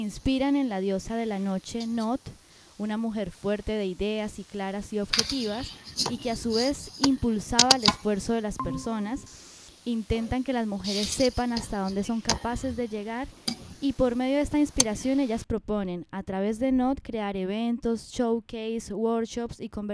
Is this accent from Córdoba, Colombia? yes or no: no; Medellín, Antioquia, Colombia; una colectiva de mi tierrita, El día de hoy tendremos a NOT, que es un colectivo feminista creado en el 2016 en la ciudad de Medellín, Colombia